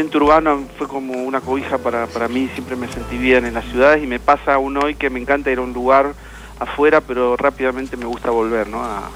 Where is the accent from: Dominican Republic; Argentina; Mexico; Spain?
Argentina; Mendoza; yo me crié en Mendoza. Y bueno, cuando venía acá a Buenos Aires me encantaba el anonimato de la ciudad